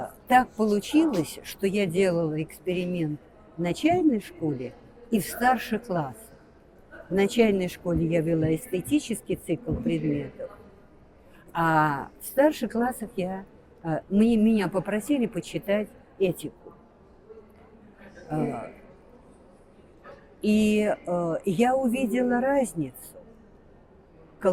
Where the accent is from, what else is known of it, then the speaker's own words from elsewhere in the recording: Moscow, Russia; Это я в Москве родилась, это я в Москве училась.